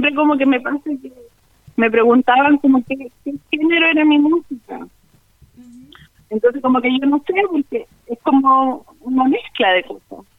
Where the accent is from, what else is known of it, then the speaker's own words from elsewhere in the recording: Chile; Yo soy de Coquimbo, de acá, de Malleco, del territorio de Malleco. Y bueno, soy una cantora que está influenciada mucho por lo que es la champurria, la cultura champurria.